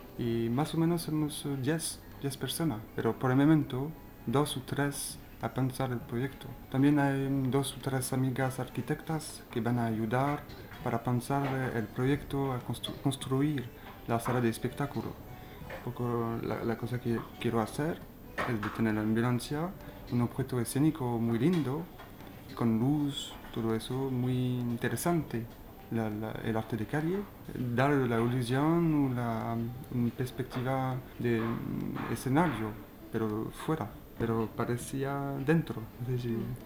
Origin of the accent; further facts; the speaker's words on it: France; Spanish is a second language; now in Valparaíso, Chile; vengo de Francia.